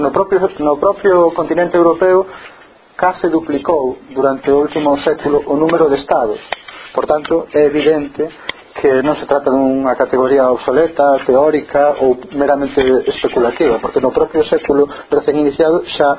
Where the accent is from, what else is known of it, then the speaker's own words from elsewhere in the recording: Galicia, Spain; É interesante dar unha vista de ollos para nós como galegos e galegas a eses casos